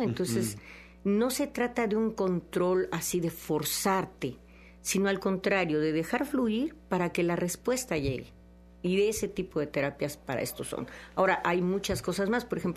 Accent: San Andrés Tuxtla, Veracruz, Mexico; yo soy, ¿no?, hija de médico y tuvimos una clínica en mi pueblo de San Andrés Tuxtla, y hasta mis 30 años de edad viví en ese ambiente de la medicina.

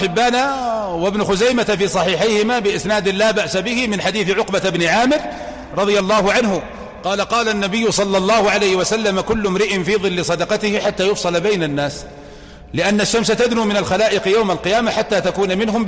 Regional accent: Saudi Arabia; ليس يصلح أن يكون زكاة فطر عندنا في المملكة العربية السعودية

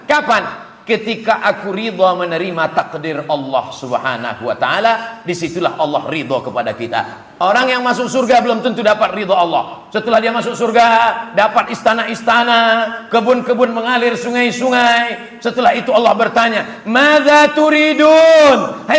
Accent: Riau, Indonesia; Saya dari Riau.

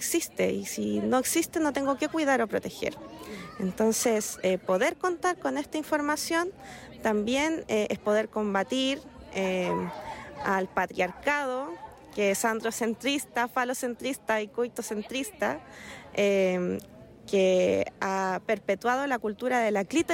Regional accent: Iquique, Tarapacá, Chile; también tenemos una librería feminista que se llama Púrpura Despertar, que somos de Iquique

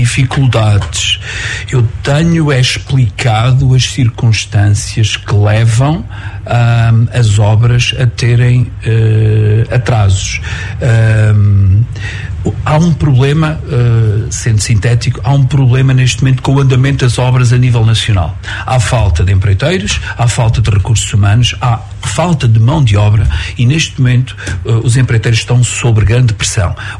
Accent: Oliveira do Hospital, Coimbra, Portugal; Eu gosto muito de Oliveira do Hospital. Gosto muito de viver em Lagares da Beira. Gosto muito de sentir a minha terra.

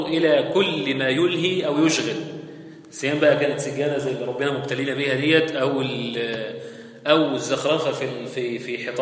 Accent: Egypt; الناس بتقول هنا عندنا في مصر معرفش في البلاد التانية ولا،

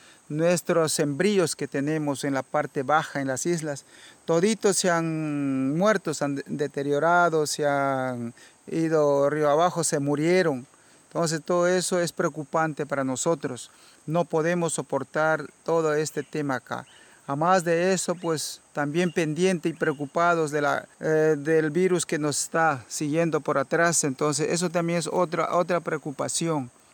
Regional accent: Ecuador; También somos ecuatorianos.

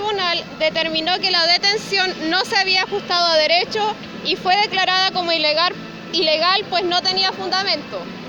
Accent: Trapa Trapa, Biobío, Chile; Trapatrapa los meu tuun, provengo de Trapatrapa.

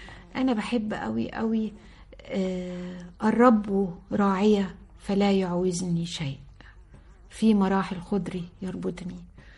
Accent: Sohag, Sohag Governorate, Egypt; أنا من سوهاج وبفتخر إن أنا من سوهاج. أمي من سوهاج وأبويا من أليوب … واحد القطرين

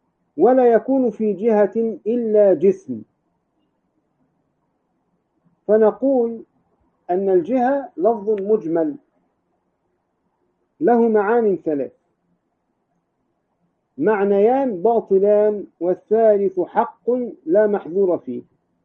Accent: Egypt; الأزاهرة عندنا في مصر

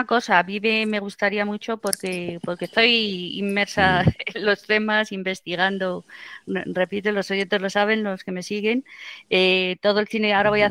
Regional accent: Spain; Lo digo no como española, que lo soy

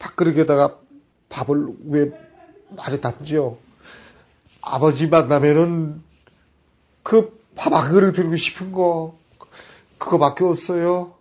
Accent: Pyongan, North Korea; 그 우리는 평안도 사람이니까 빈대떡을 잘하잖아요. 녹두 빈대떡.

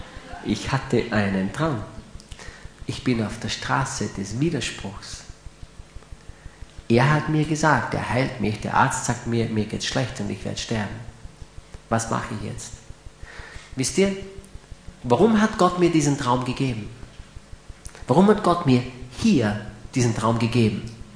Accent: Graz, Styria, Austria; Steirer bleiben gesund, nicht wahr? Ich bin ja ein Grazer.

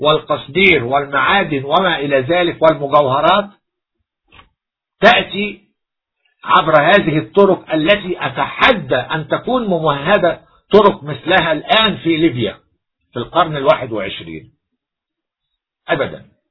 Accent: Egypt; كل شيء عندنا في مصر نحن الأوائل فيه

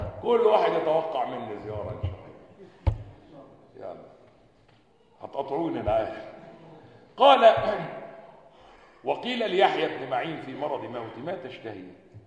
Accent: Egypt; عندنا في مصر مكتبات

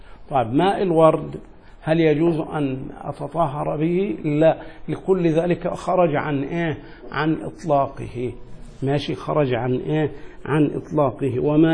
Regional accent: Egypt; وهذا مشهور جدا عندنا في مصر

